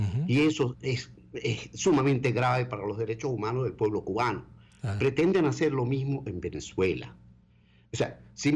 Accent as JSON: {"language": "Spanish", "town": "Aleppo", "region": "Aleppo Governorate", "country": "Syria", "tie": "born or raised there", "moved": "yes", "said": "que acaban de cometer un genocidio en Alepo, en mi ciudad natal."}